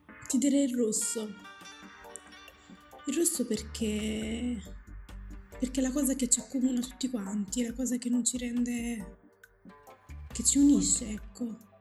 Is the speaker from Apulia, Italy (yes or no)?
no; Battipaglia, Campania, Italy; Nemmeno i miei genitori sono nati in Italia. Però se mi chiedono di dove sei, io dico sono di qua. Di Salerno, di Battipaglia. Parlo perfettamente l'italiano, come parlo perfettamente il dialetto marocchino.